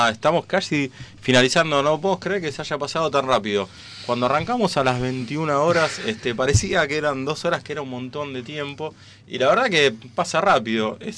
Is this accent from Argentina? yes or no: yes; Sarandí, Buenos Aires Province, Argentina; para nosotros los que somos de Sarandí es algo muy importante